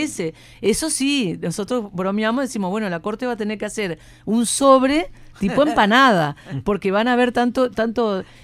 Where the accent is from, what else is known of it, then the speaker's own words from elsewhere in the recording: Uruguay; también es una oportunidad histórica que tenemos como pueblo uruguayo de ejercer esa democracia directa